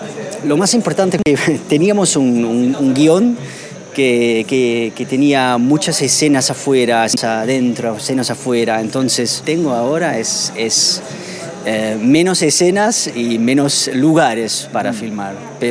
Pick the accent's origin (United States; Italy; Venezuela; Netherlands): Netherlands; Spanish is a second language; now in Buenos Aires, Argentina; Soy de Holanda. Uh-huh. Y vivo en Buenos Aires hace 3 años.